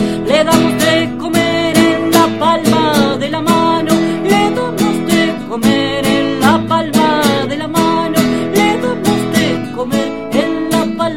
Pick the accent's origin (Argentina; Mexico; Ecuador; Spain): Argentina; Buenos Aires; Estoy en Mendoza en este momento, en mis visitas cotidianas. Y soy de Buenos Aires, de provincia de Buenos Aires.